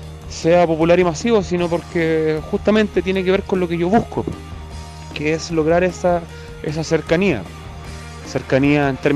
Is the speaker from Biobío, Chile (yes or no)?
yes; Concepción, Biobío, Chile; moved away; Sucede que yo me fui de Chile, me fui de Conce, volví después de 6 años, me reencontré con mis antiguos barrios